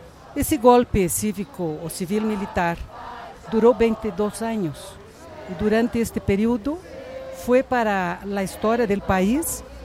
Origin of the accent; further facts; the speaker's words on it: Brazil; moved away as an adult; now in Mexico; soy brasileña mexicana. Yo vivo en México hace 40 años. Yo vine a México también por problemas políticos en Brasil, yo era estudiante.